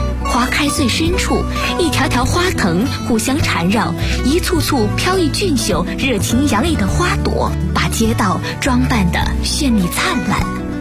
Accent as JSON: {"language": "Chinese", "region": "Guangxi", "country": "China", "said": "而对于我们广西人来说，这是一个鸟语花香的季节。"}